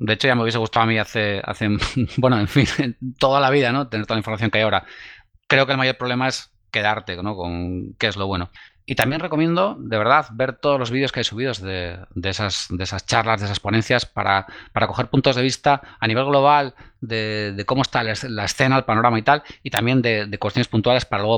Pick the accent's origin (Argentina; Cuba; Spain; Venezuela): Spain; Bilbao, Basque Country; also born or lived in Sopelana; mi infancia la pasé en Bilbao, en Basurto. Viví unos años en Sopelana, estudié en el Instituto de Plencia